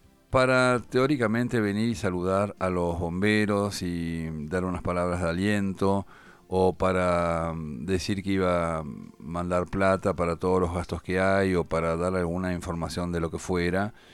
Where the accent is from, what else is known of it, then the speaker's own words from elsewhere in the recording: Argentina; parece algo estrafalario que da vergüenza siendo argentino